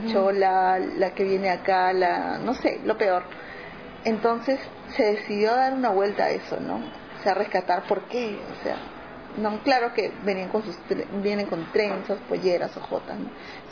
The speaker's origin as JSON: {"language": "Spanish", "region": "Lima", "country": "Peru", "said": "soy de Lima, autodenominada Huancaína, que es Huancayo, es una provincia del Perú, es la zona centro, la zona que yo siento que más productiva."}